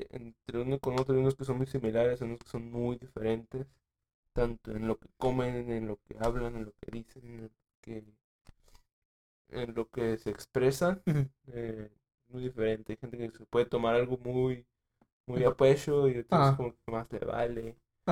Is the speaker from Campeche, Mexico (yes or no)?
no; Sonora, Mexico; A mí sí, porque pues como sonorense pues me crecí viéndolo.